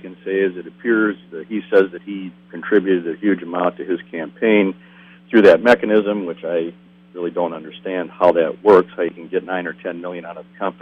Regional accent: Wisconsin, United States; And, of course, I grew up here in Wisconsin, and I've known a lot of the state for my entire lifetime.

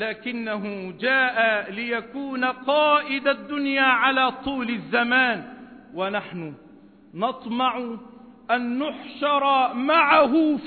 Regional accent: Egypt; إننا نحب بلدنا مصر

